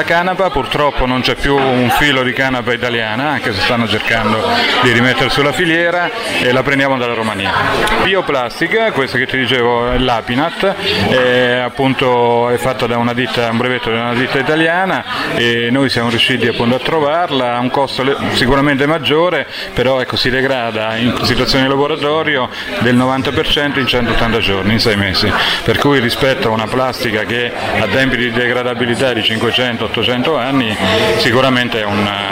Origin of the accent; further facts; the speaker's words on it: Marche, Italy; Marchigiani, della zona calzaturiera del Fermano.